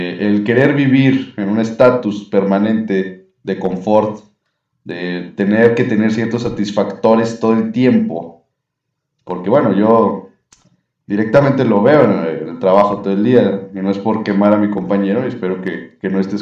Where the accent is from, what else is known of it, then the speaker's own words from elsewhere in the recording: Mexico; como buen pueblo mexicano, aguantamos todos